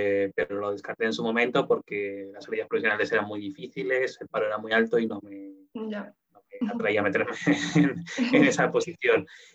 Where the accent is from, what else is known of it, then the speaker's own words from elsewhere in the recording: Zaragoza, Aragon, Spain; yo soy de Zaragoza, con la emisora local de la serie Zaragoza, con Radio Zaragoza.